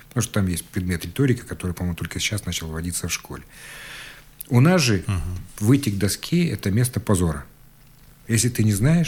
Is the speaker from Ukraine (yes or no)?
no; Siberia, Russia; особенно мы, сибиряки, практически не проявляем на лице.